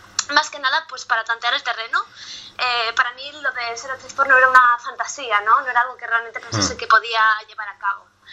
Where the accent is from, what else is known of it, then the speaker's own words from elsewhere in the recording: Madrid, Community of Madrid, Spain; now in California, United States; soy madrileña, no sé de Barcelona.